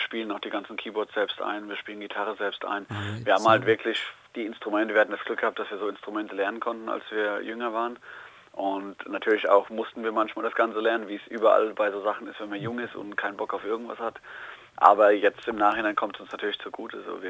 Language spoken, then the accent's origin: German; Hesse, Germany; Wir kommen aus dem Odenwald. Für die Leute, denen der Odenwald noch kein Begriff sein sollte, das ist im Bundesland erstmal Hessen. Das liegt in der Nähe von Heidelberg, zwischen Heidelberg und Frankfurt, das Niemandsland. Das ist unser Yard, das ist der Odenwald